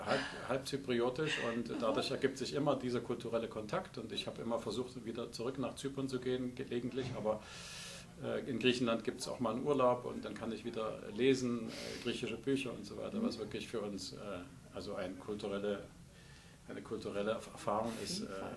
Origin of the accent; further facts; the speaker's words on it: Germany; ich komme auch aus dem Osten. Das heißt, meine Vergangenheit ist in der DDR. Ich bin in der DDR sozialisiert sozusagen in meiner ersten Kindheit und Jugend.